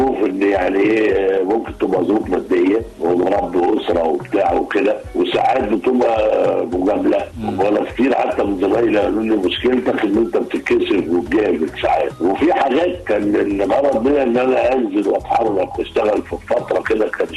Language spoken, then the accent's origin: Arabic; Egypt; فعلا بقول لهم كمصري يعني الورق ورقنا